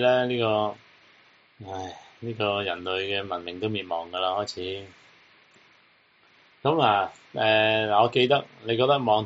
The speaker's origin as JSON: {"language": "Cantonese", "country": "Hong Kong", "said": "即係代表我哋香港人嘅直頭係做契弟"}